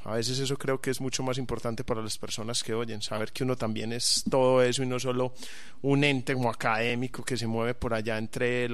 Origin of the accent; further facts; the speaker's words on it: Medellín, Antioquia, Colombia; Sí, yo soy de Medellín